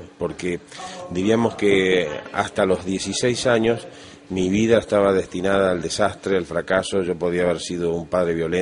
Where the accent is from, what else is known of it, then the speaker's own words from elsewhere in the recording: Argentina; born there; Yo nací en Argentina, pero tengo sangre, mi padre era paraguayo